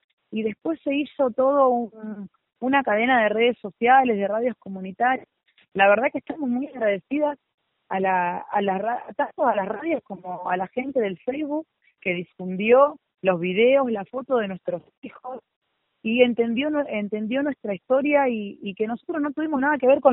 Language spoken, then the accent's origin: Spanish; Buenos Aires, Argentina; Yo entiendo muy bien que nosotros no vivimos en Barrio Norte. Somos del Bajo Flores.